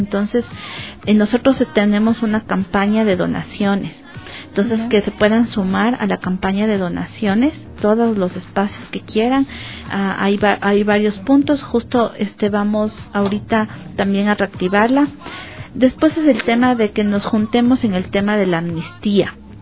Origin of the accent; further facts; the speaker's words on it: Ecuador; Entonces también es tener una posición como ecuatorianos.